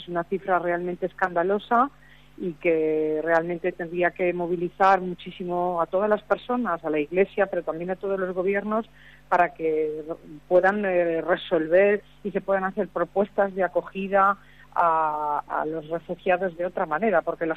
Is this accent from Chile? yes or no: no; Valencian Community, Spain; Yo soy de la región mediterránea, soy de un departamento que se llama Castellón, que está en Valencia, muy cerquita de Valencia.